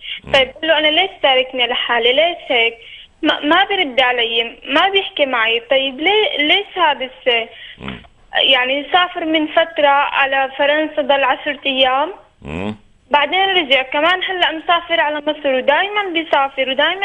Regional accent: Syria; أنا من سوريا ومتزوجي إماراتي.

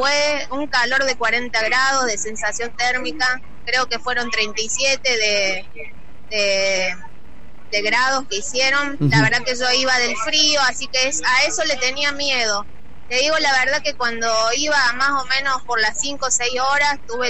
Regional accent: Córdoba, Argentina; Soy la primera cordobesa y cordobés en hacerla y terminarla, porque de Córdoba todavía no había ido nadie

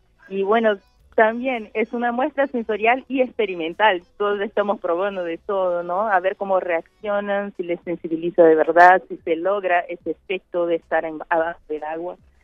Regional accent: Bahia, Brazil; Spanish is a second language; yo vengo de Brasil, Bahía, perdón si mi español me falla a veces

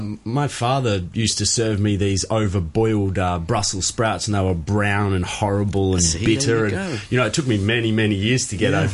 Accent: Landsborough, Victoria, Australia; also born or lived in Ararat; I grew up in Victoria, very close to where Michael's from as well. So I was born in a country town in Victoria called Ararat, and I grew up in a smaller country town called Landsborough, which was like 45 minutes from Ararat.

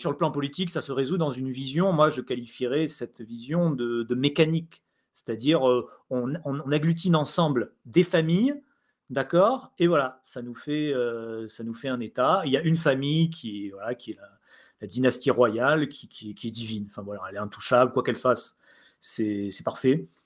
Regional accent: France; parce qu'on est ridicule maintenant en tant que Français, il faut l'avouer.

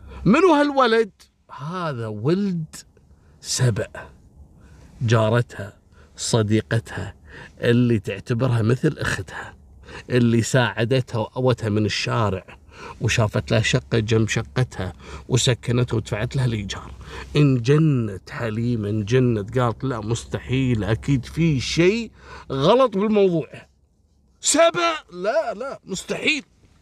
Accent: Kuwait; حتى عندنا في الكويت كثير تحصل سرقة الأغطية وتلقى المجاري مفتوحة

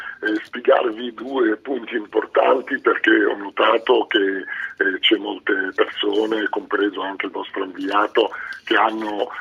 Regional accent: Egypt; Italian is a second language; moved away as an adult; now in Italy; ma sono nato in Egitto, ho vissuto in Egitto, ho studiato in Egitto, poi l'università l'ho fatta in Italia

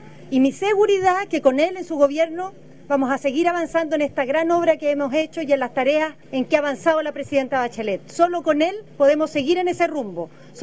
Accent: Chile; Estoy aquí como chilena, como una mujer que quiere a su país, que le preocupa el futuro de Chile

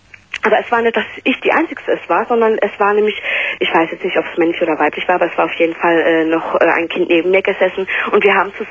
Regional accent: Belgium; born there; ich bin ja in Belgien geboren

